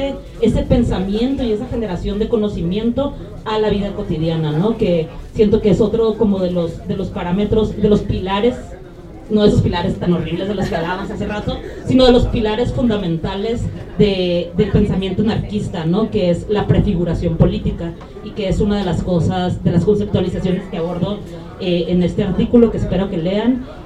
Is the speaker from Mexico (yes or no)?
yes; Tijuana, Baja California, Mexico; Yo, por ejemplo, soy de Tijuana, Baja California, ¿no? Entonces yo hablo de mi perspectiva, de mi experiencia como una mujer de la frontera